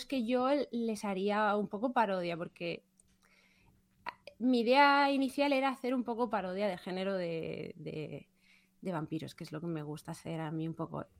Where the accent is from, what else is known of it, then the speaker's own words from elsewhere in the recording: Murcia, Region of Murcia, Spain; bueno, para empezar, porque yo soy de Murcia, ¿no? Y entonces me hacía gracia traerlo a mi ciudad. De origen, que yo ya no vivo allí